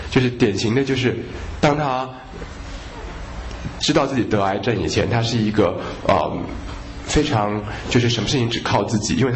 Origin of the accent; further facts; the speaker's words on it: Taiwan; 像我们台湾人的主轴感受就是恐惧嘛。